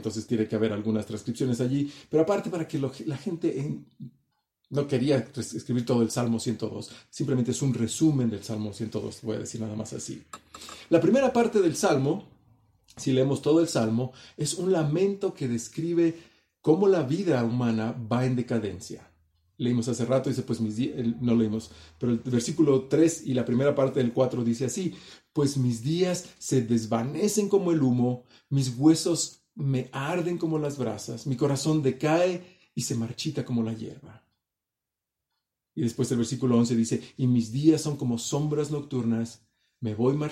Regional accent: Mexico; Porque a lo mejor como mexicanos cuentas un chiste el día del Día de los Muertos

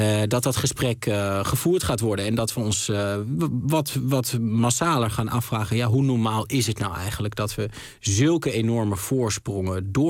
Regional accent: Overijssel, Netherlands; ik voetbalde gewoon als een gezonde Twentse jongen

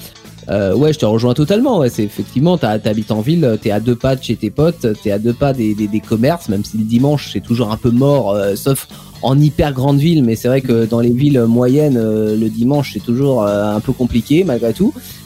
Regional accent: Paris, Île-de-France, France; pour parler de mon ressenti en tant que parisien, en tant qu'habitant de la ville

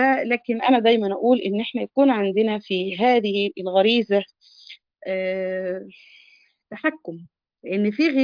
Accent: Egypt; يعني احنا عندنا في مصر هذه الكلمة يعني بتعد من الكلمات يعني معيوبة

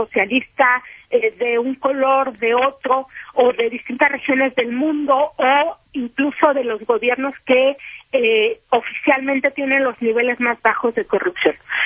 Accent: Mexico; como periodista mexicana

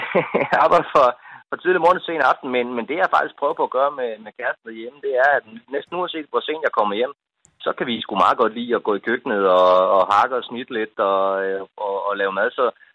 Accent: Region of Southern Denmark, Denmark; Jeg er selv fra Fyn, og der kan vi noget med rygeost, for eksempel, ikke?

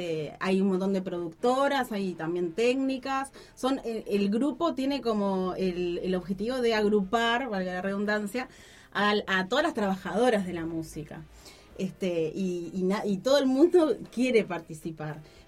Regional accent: Montevideo, Uruguay; hoy por hoy la mayoría somos de Montevideo

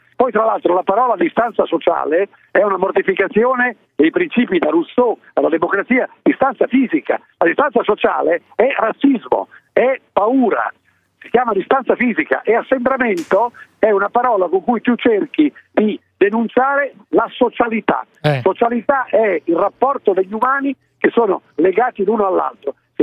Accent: Po Valley, Italy; Della mia infanzia, io sono nato sul Po

